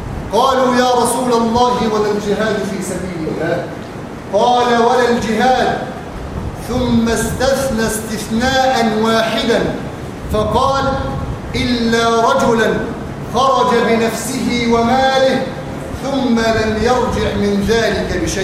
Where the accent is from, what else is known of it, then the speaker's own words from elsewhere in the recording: Egypt; اللهم اجعل بلادنا مصر آمنة مطمئنة سخاء رخاء